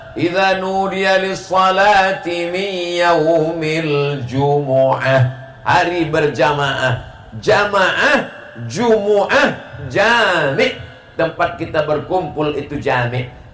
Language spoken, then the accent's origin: Indonesian; Riau, Indonesia; now in Bekasi, Indonesia; Saya datang dari Pulau Sumatera, Riau, sampai ke Pulau Jawa, Bekasi, berbeda bahasanya, berbeda sukunya